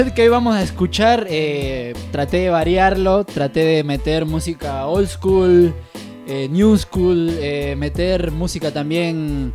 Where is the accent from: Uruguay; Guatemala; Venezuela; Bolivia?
Guatemala; now in Argentina; En mi país, en Guatemala, existen muchas pandillas